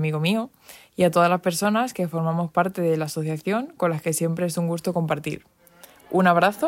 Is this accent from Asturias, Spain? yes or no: no; Madrid, Community of Madrid, Spain; soy original de Madrid